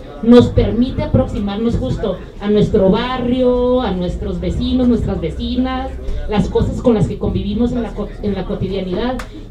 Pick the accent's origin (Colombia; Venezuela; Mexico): Mexico; Tijuana, Baja California; Yo, por ejemplo, soy de Tijuana, Baja California, ¿no? Entonces yo hablo de mi perspectiva, de mi experiencia como una mujer de la frontera